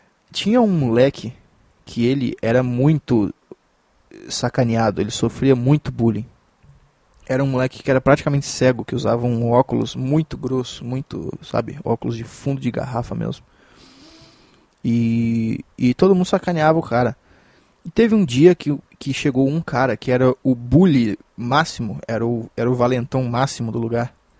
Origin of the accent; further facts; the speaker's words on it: Minas Gerais, Brazil; eu sou de Minas Gerais